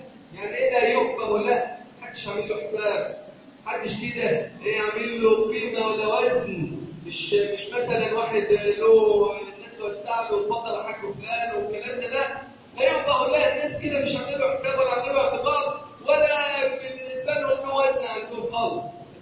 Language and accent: Arabic; Egypt; اللهم واجعل بلدنا مصر امنا امانا سخاء رخاء